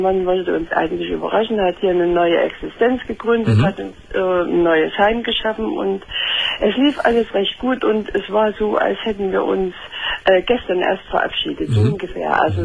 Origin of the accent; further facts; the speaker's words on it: Saxony, Germany; accent: Saxon; moved away; Das ist an meinem Akzent. Ja, ich komme aus Sachsen.